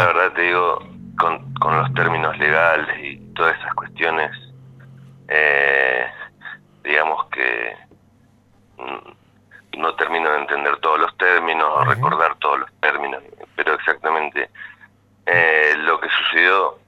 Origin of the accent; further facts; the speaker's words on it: Argentina; yo primero que nada soy argentino.